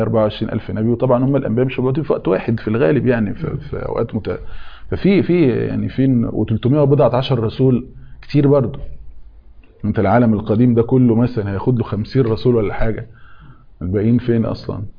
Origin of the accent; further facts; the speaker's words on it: Egypt; عشان احنا برضو مصريين فما بنحسش باللقطة دي